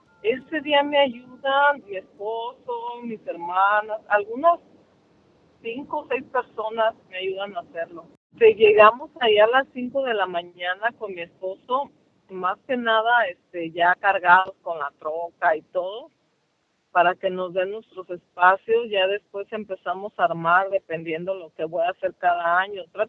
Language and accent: Spanish; Michoacán, Mexico; Soy originaria de Michoacán y con este año llevan 3 años que ponemos el altar.